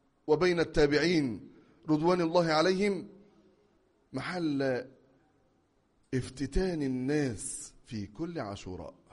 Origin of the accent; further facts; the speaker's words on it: Egypt; أنا أقدر أننا كمصريين لم نرى ذلك بأعيننا في بلادنا قط